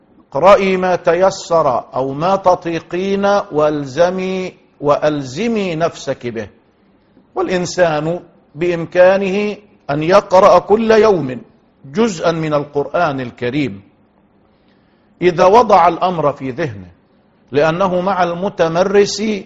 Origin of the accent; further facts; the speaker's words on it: Egypt; كما نقول دائما في المثل العام عندنا في مصر